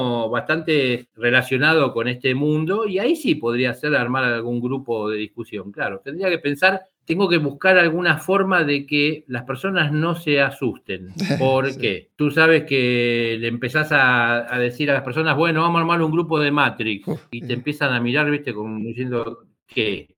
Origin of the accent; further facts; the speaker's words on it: Argentina; Yo encantado, pero me tienen que invitar, porque somos argentinos y no tenemos dinero.